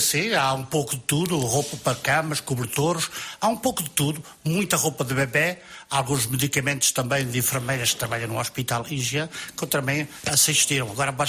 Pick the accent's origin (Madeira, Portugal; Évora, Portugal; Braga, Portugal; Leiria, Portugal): Leiria, Portugal; Alcobaça; Eu sou da Alcobaça.